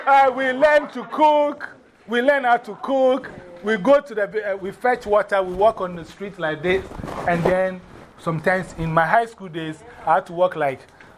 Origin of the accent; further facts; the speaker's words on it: Ghana; That's how Ghanaians give names. So our names are always very important.